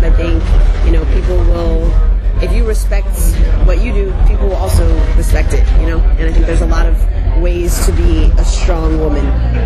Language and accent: English; Illinois, United States; there's a radio station where I grew up outside Chicago called B96.